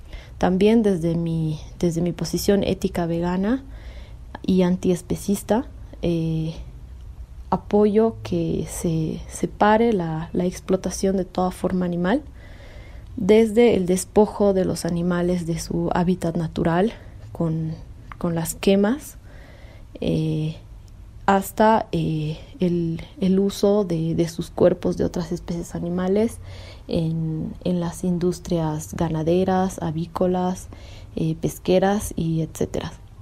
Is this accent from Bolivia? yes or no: yes; Bolivia; Exijo como humana perteneciente a este territorio y denominada como boliviana